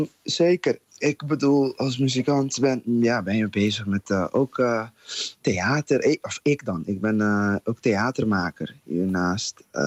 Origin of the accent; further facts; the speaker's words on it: Curaçao; Maar vanuit Curaçao, waar ik vandaan kom, hebben we dat ook.